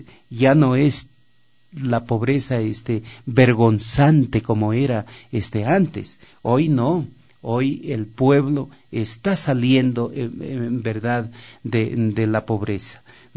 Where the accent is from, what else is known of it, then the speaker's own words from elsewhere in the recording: Loja, Ecuador; Y el poquito, así llaman en mi tierra Loja, el poquito de carne que quedaba en el hueso